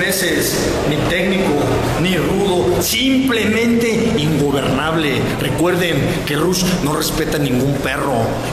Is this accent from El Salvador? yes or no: no; Jalisco, Mexico; simplemente en Guadalajara, en mi tierra, grábenselo bien, mi tierra, pero no mi pueblo, soy de tan Jalisco